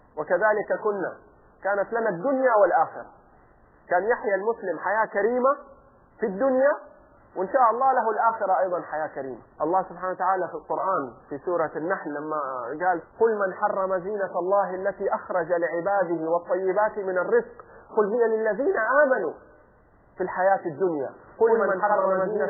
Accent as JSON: {"language": "Arabic", "town": "Jeddah", "region": "Makkah Province", "country": "Saudi Arabia", "said": "عندنا في جدة من 2-3 سنين صارت مشاكل فتوقف عمال النظافة عن العمل لمدة 2-3 يوم"}